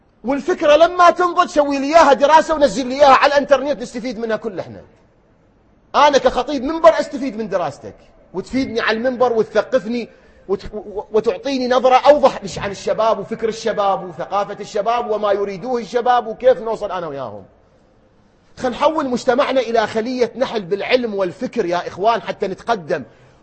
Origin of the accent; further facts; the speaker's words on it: Iraq; بلدنا الحبيب الغالي بلدنا العراق اللي نبكي عليه